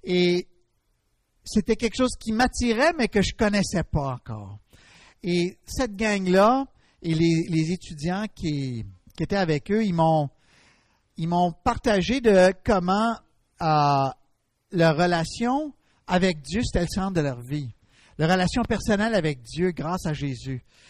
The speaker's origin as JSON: {"language": "French", "town": "Gatineau", "region": "Quebec", "country": "Canada", "tie": "born or raised there", "lives_now": "Dorval, Canada", "said": "Je suis originaire de Gatineau. Et puis, j'habite actuellement à Dorval. C'est pas tellement loin d'ici"}